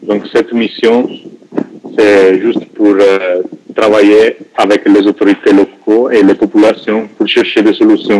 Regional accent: Italy; French is a second language; Moi, si je suis italien, donc je m'excuse pour non français, ce n'est pas parfait.

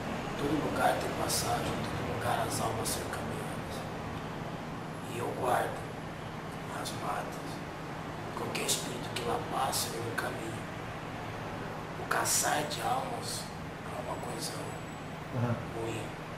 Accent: Bahia, Brazil; Sou da Mata Escura.

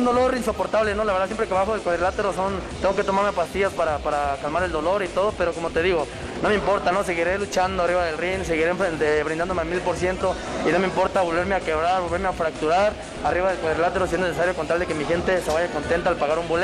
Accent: Guadalajara, Jalisco, Mexico; para mí es un placer estar aquí en mi tierra, Guadalajara, Jalisco

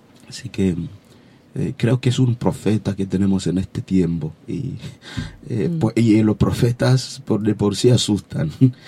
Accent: eastern Congo, DR Congo; moved away; la parte este del Congo, la parte de donde vengo, la región nuestra, la parte de guerra y todo lo demás, de refugiado.

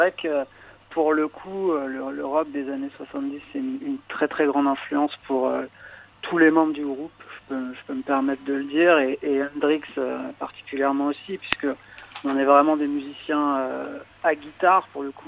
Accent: Paris, Île-de-France, France; Et on est de Paris.

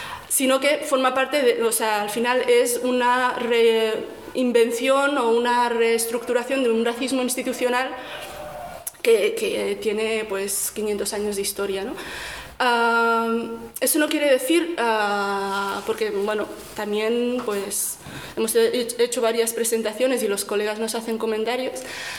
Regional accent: Rif, Morocco; colonialismo español en Marruecos, porque soy rifeña

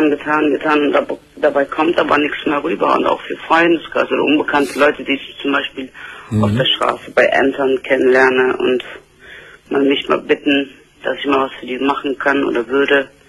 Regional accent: Turkey; German is a second language; now in Germany; Ich bin Türkin, aber ja. seit 1979 lebe ich hier in Deutschland.

